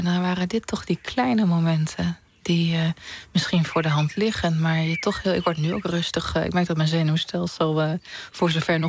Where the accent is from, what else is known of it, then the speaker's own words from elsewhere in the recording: Overijssel, Netherlands; Ik kom uit Twente, platteland.